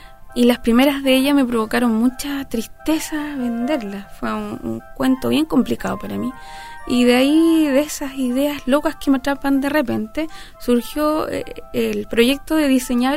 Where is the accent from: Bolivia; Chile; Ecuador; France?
Chile; Santiago, Santiago Metropolitan Region; now in Valparaíso, Chile; No nací acá, yo nací en Santiago. Viví allá casi toda mi vida. Me vine hace 6 años a vivir acá a Valparaíso, enamorada.